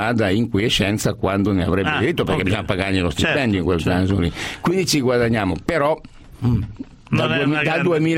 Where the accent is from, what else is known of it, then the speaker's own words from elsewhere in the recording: Piedmont, Italy; Da piemontese dobbiamo soffrire come i tifosi del Toro, quale io sono.